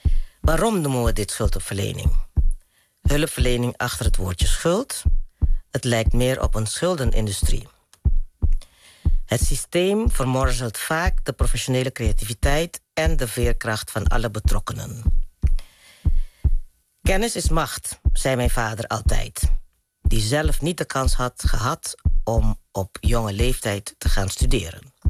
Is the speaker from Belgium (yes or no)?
no; Curaçao; born there; also born or lived in Maastricht; Even heel kort, ik ben op Curaçao geboren. Ben in Maastricht gaan studeren toen ik de middelbare school af had.